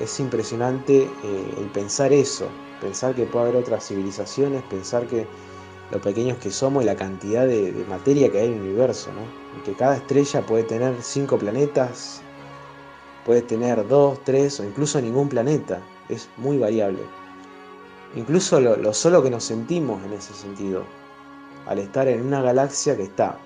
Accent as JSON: {"language": "Spanish", "town": "Rosario", "region": "Santa Fe", "country": "Argentina", "said": "acá de Rosario."}